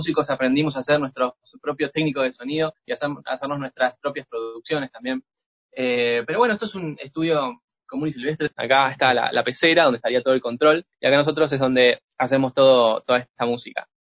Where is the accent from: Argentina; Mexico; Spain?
Argentina; yo llego justo el día que cierran la frontera en mi país, en Argentina